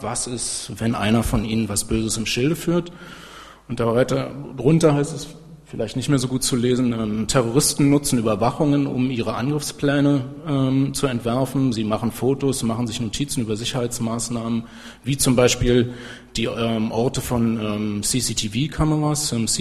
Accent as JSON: {"language": "German", "region": "Berlin", "country": "Germany", "said": "ich komme aus Berlin"}